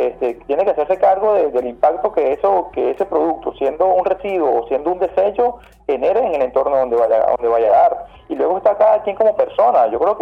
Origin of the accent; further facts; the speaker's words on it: Venezuela; Yo creo que como buenos venezolanos, como venezolanos con esa estirpe de vivir al día